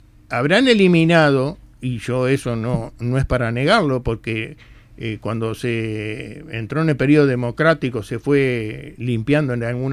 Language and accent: Spanish; Uruguay; tal vez porque somos uruguayos también, y nos cuesta muchas veces sacar a luz determinadas cosas